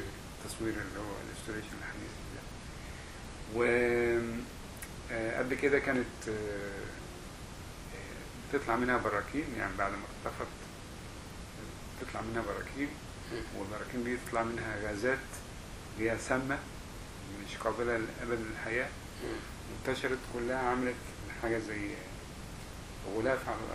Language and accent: Arabic; Egypt; moved away as an adult; انا مبسوط ان انا يعني وانا خرجت من مصر في فتره كانت جميله